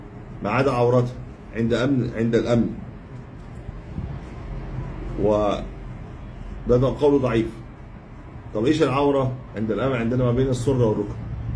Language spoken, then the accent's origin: Arabic; Egypt; عندنا في مصر في مشكله